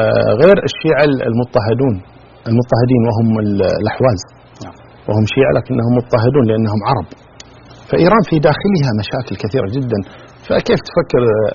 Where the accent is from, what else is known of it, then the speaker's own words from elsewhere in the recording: Kuwait; أولا نقول كلمة عندنا في الكويت نقولها، فك نفسك.